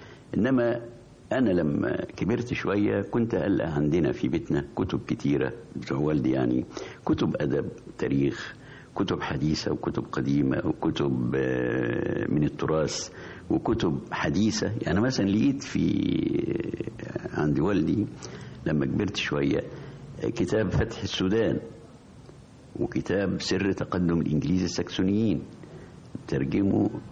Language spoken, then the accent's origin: Arabic; Farsis, Gharbia, Egypt; الكتاب في قريتنا اللي اسمها فرسيس كان مختلف عن الكتاتيب اللي كانت موجودة في الوقت ده